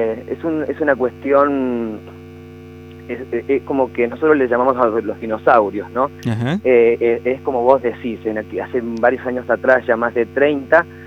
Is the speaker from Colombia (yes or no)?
no; Mendoza, Argentina; Sí, soy de Mendoza y lo arranqué en Mendoza.